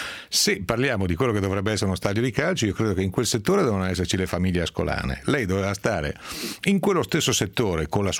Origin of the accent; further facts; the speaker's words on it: Bergamo, Lombardy, Italy; born there; Sono nato a Bergamo, sono tifoso dell'Atalanta, vivendo fuori provincia